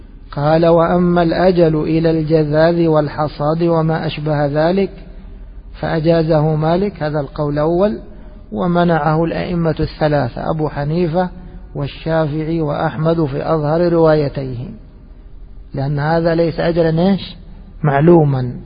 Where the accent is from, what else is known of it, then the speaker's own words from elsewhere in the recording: Egypt; يعني مثلا خلينا نضرب مثال عندنا في مصر، السلم في الرز